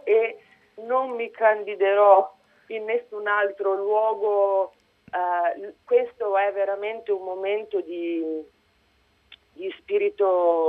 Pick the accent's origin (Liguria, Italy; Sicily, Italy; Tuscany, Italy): Liguria, Italy; sono ligure, sono nata dal Benga nel ormai quasi lontano 1976, lavoro a Milano da una decina d'anni